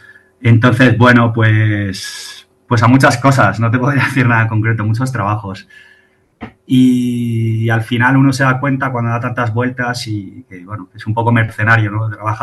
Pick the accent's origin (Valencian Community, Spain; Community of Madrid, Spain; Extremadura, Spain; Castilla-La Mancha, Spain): Community of Madrid, Spain; Madrid; yo nací en Madrid y bueno, y vivo en Madrid.